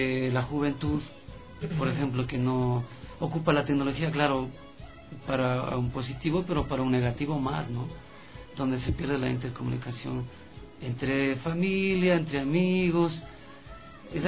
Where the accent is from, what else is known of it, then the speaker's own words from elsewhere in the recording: Quito, Pichincha, Ecuador; quiteño de San Blas, nacido aquí en la maternidad de Isidro Ayora, de la generación del 80